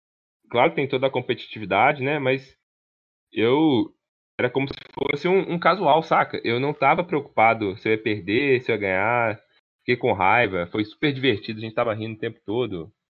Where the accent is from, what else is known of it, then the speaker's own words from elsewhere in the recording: Belo Horizonte, Minas Gerais, Brazil; Até porque eu sou de Belo Horizonte, a maioria dos jogadores são daqui.